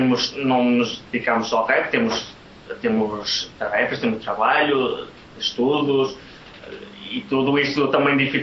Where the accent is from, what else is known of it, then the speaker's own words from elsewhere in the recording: Portugal; born there; Nós nascemos em Portugal, queremos divulgar as nossas músicas em português